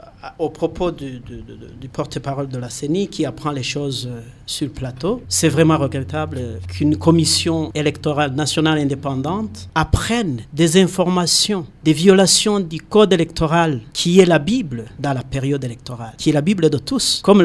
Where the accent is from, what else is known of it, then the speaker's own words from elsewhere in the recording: Burundi; chez nous au Burundi